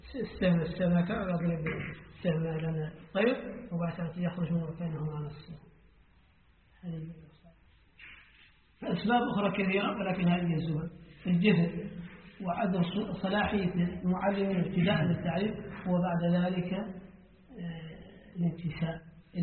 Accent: Mauritania; نحن الآن عندنا في موريتانيا الآن للأسف

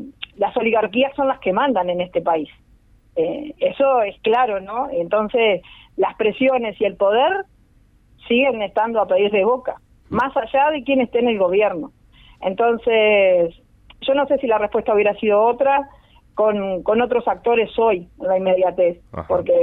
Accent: Uruguay; buscamos, entre otras cosas, como uruguayos, que nuestro gobierno se defina el genocidio como tal

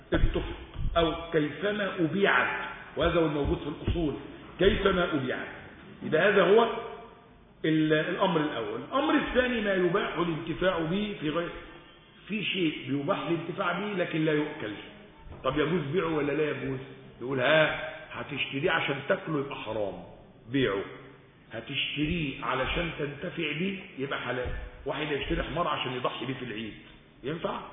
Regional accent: Egypt; الاجانب الطيبين الحلوين اللي قاعدين عندنا في مصر

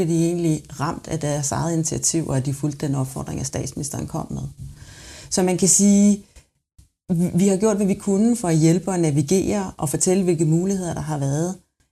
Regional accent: Capital Region of Denmark, Denmark; du kunne måske have sagt, at jeg kommer fra Bornholm. Det er jo i den grad en turismeø, hvor vi lever med og af turismen, så det har jeg fået med mig fra barnsben af.

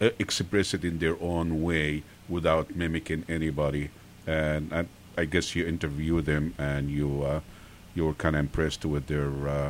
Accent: Egypt; as Egyptian, I grew up in Egypt and things like that.

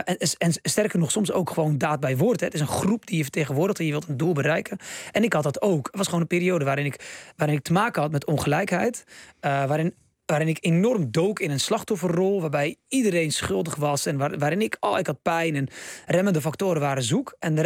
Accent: Bleiswijk, South Holland, Netherlands; Waar ik vandaan kom.

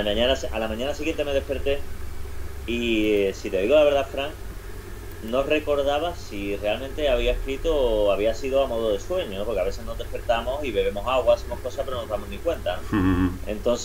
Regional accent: Seville, Andalusia, Spain; soy de aquí del Sevillano Barrio de Triana y el flamenco, pues es algo que se palpa, que está en el aire

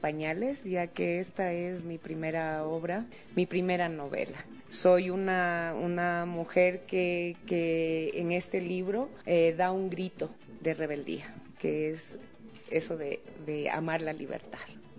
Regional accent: Ecuador; recoger la identidad de mi pueblo ecuatoriano

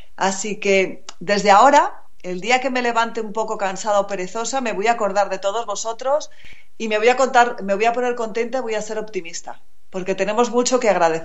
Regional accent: Salamanca, Castile and León, Spain; now in Madrid, Spain; Yo soy de Salamanca, yo vivo en Madrid, pero soy de Salamanca. Y cuando era pequeña, mis padres tenían un chalet fuera de Salamanca

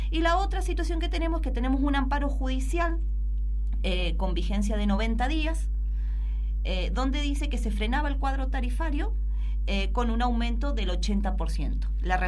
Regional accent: Mendoza, Argentina; somos somos los mendocinos los que no podemos pagar las facturas

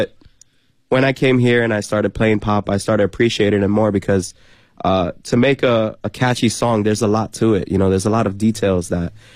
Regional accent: New York City, New York, United States; Well, no, because I'm from New York, from New York City.

